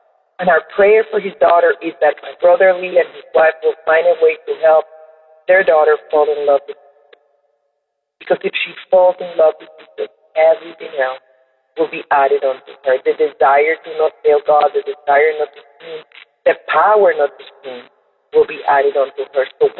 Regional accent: Panama; now in United States; I am Panamanian, but I'm also an American, and it's truly a privilege for me to be part of this great nation.

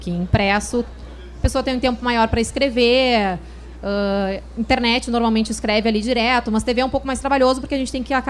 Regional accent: Rio Grande do Sul, Brazil; now in Rio de Janeiro, Brazil; vocês já vão perceber que eu não sou carioca, eu sou gaúcha. E eu tô só há 5 meses aqui no Rio de Janeiro, então meu sotaque ainda é bem puxado.

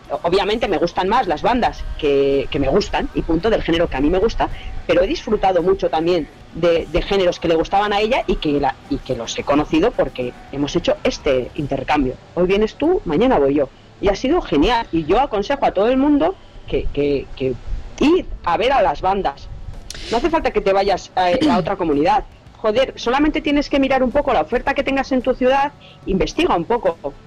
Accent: Vitoria, Basque Country, Spain; son una banda de mi casa, yo también soy de Vitoria

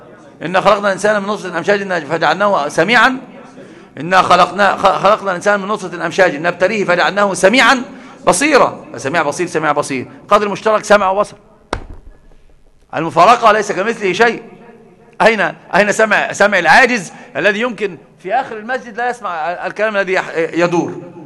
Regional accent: Egypt; ده عندنا في مصر مثل عظيم جدا

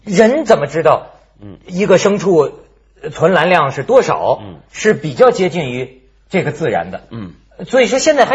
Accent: China; 折磨我们中国人

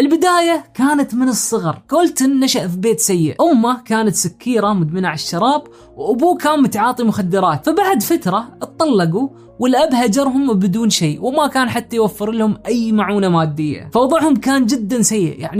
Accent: Oman; خلونا الحين نجرب نشتري، بما أني من عمان راح أحط عمان

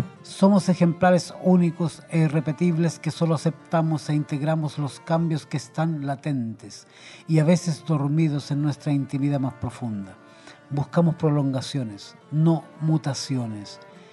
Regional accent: Chile; Bueno, yo soy chileno, ¿no? En Chile dicen, están arriba de la pelota.

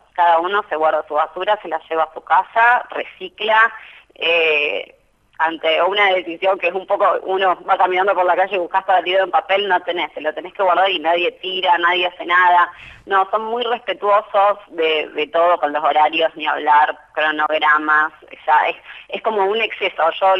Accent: Rosario, Santa Fe, Argentina; ya que soy de Rosario y que tengo amigos que hace poco viajaron

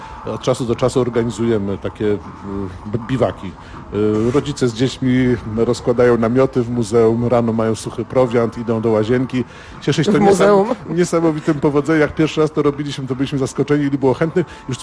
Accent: Tricity, Pomeranian Voivodeship, Poland; moved away as an adult; Przyjechałem na studia do Krakowa z Trójmiasta

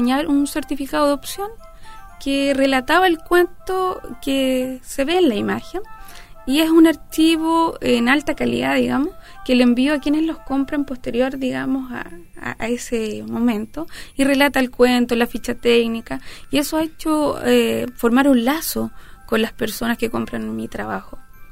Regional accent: Santiago, Santiago Metropolitan Region, Chile; now in Valparaíso, Chile; No nací acá, yo nací en Santiago. Viví allá casi toda mi vida. Me vine hace 6 años a vivir acá a Valparaíso, enamorada.

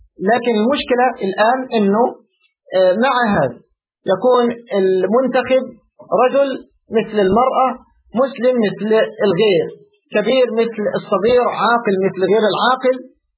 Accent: Egypt; أنا أتكلم على الحال عندنا في مصر

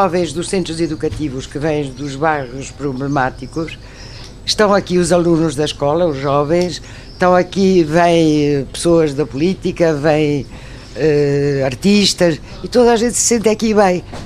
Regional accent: Argentina; Portuguese is a second language; also born or lived in Belgium / France / England; now in Portugal; Eu nasci na Bélgica, cresci na Argentina, estudei em França, trabalhei em Inglaterra e encontrei um português e fiquei cá.

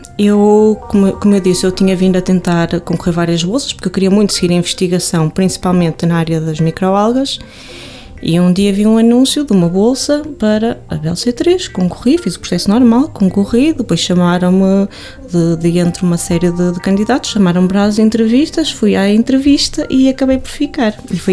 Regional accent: Espinho, Aveiro, Portugal; sou de Espinho, estudei no Porto

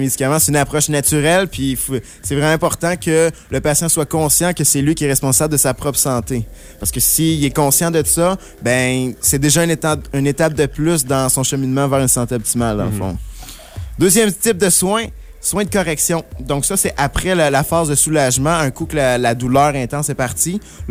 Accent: Quebec, Canada; Je viens de l'Outaouais.

